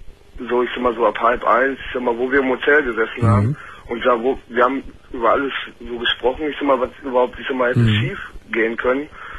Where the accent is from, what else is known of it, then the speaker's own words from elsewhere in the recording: Hanover, Lower Saxony, Germany; ich komme aus Hannover